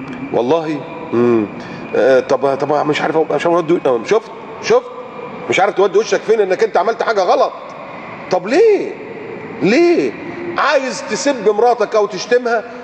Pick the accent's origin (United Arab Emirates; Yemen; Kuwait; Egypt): Egypt; Alexandria, Alexandria Governorate; يقول لك اللي ساكن في مثلا في اسكندريه، عندنا في اسكندريه اللي ساكن في محطه الرمل او المنشيه ده هاي كلاس